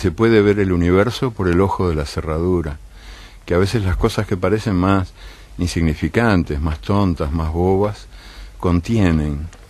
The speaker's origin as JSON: {"language": "Spanish", "country": "Uruguay", "said": "Me reconozco en algunas cosas de mi tierra, de mi ciudad. En el ritmo lento, me gusta. Me gusta ser lento. Soy lento también para... Las vacas uruguayas, sabes que son de parición lenta."}